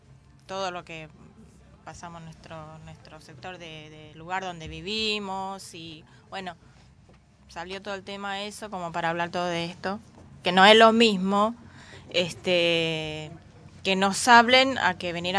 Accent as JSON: {"language": "Spanish", "country": "Paraguay", "moved": "yes", "lives_now": "Argentina", "said": "yo quiero agregar que yo soy paraguaya. No viví todo esto, pero viví en mi país algo parecido."}